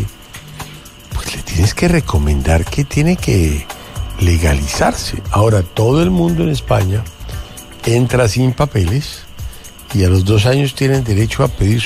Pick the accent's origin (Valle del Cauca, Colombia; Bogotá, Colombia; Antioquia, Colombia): Bogotá, Colombia; sí, soy colombiano. Soy bogotano.